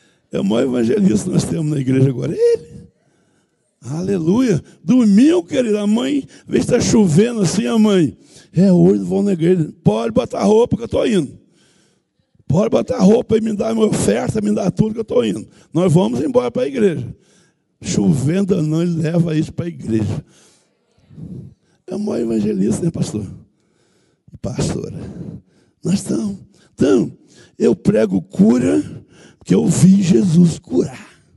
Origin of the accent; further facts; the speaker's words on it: Minas Gerais, Brazil; Vim lá de Minas, um cantão longe.